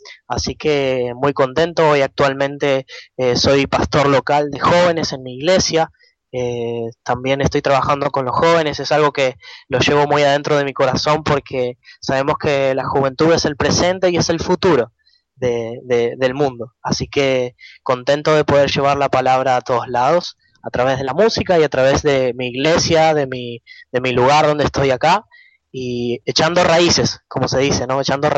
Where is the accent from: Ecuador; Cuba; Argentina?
Argentina; Soy argentino, tengo 18 años.